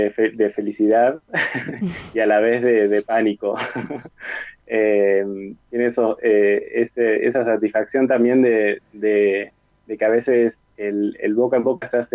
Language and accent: Spanish; Tandil, Buenos Aires Province, Argentina; also born or lived in La Plata; Hace un año y medio que volví a vivir acá en Tandil, mi ciudad natal